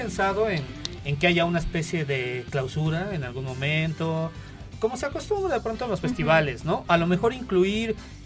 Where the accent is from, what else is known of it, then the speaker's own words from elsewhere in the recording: Mexico; Es normal, somos mexicanos.